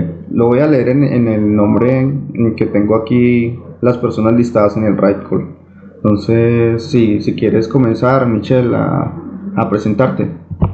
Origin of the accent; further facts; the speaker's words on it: Armenia, Quindío, Colombia; de Armenia, Colombia.